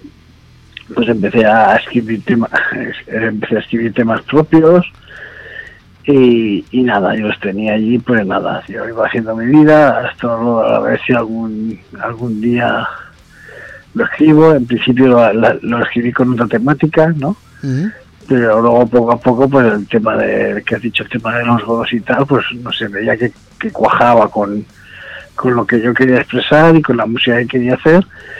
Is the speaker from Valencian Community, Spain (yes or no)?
yes; Valencia, Valencian Community, Spain; now in Finland; Soy de Valencia, sí, soy de Valencia.